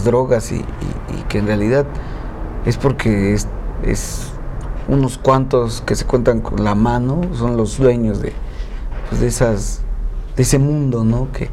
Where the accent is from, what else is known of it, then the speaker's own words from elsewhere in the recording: Mexico; Nosotros como mexicanos, o sea, tenemos una fiesta masiva sobre la muerte.